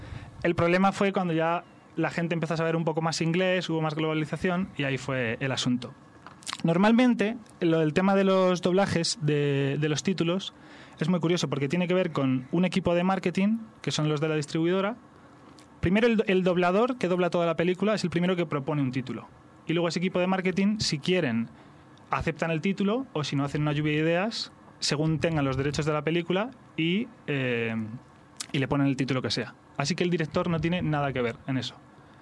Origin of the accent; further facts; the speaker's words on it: Spain; Porque como habréis notado, yo vengo de España.